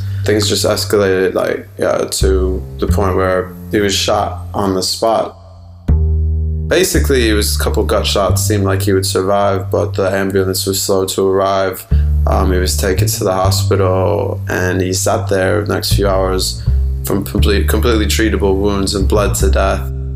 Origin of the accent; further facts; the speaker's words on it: Chicago, Illinois, United States; because I'm proud of being a Chicagoan.